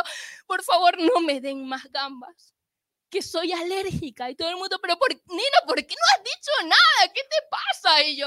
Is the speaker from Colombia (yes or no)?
no; Venezuela; Además, yo soy venezolana, para que los que no lo sepan